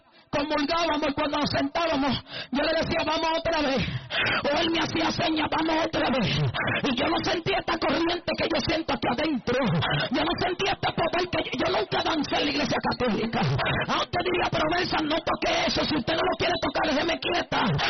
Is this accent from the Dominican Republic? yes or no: yes; Dominican Republic; Nosotros nos criamos todos en República Dominicana, en la mayoría